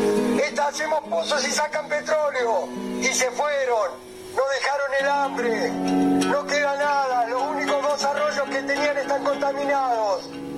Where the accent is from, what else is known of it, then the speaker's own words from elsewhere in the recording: Comodoro Rivadavia, Chubut, Argentina; Vengo del sur, vengo de la Patagonia, soy de Comodoro Rivadavia, nací, donde buscando agua encontraron petróleo.